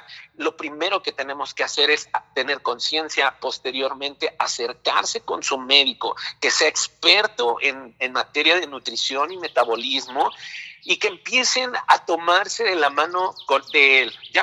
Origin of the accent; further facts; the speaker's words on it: Mexico; lo primero que nosotros debemos de tener como pueblo mexicano